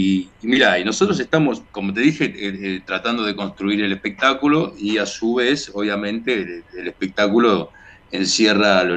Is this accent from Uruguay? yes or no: yes; Montevideo, Uruguay; Montevideo. Sí, de ahí aires puros, por esos lados.